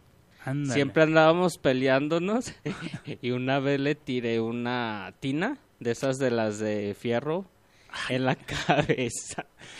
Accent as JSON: {"language": "Spanish", "town": "Guadalajara", "region": "Jalisco", "country": "Mexico", "tie": "born or raised there", "said": "Yo soy originario de aquí, de Guadalajara."}